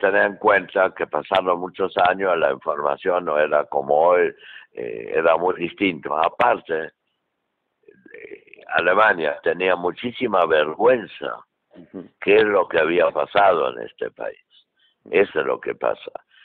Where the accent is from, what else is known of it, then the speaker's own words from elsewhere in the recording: Rivera, Buenos Aires Province, Argentina; yo me siento argentino, estoy agradecido toda la vida a la Argentina, a mi pueblo, Rivera, donde hice mi vida y todo